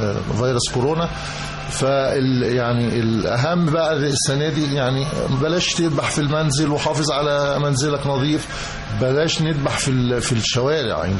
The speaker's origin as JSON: {"language": "Arabic", "country": "Egypt", "said": "هي الأعياد عندنا في مصر يعني خصوصا بيكون ليها طعم تاني خالص غير أي مكان آخر"}